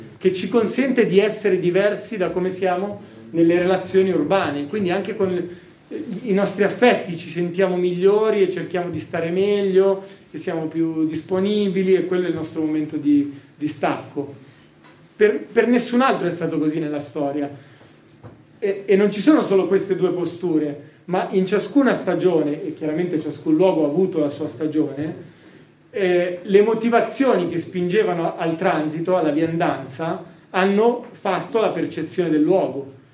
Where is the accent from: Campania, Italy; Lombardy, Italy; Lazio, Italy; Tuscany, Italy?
Lombardy, Italy; Milan; visto che io vengo da Milano, usiamo questi linguaggi, noi che parliamo inglese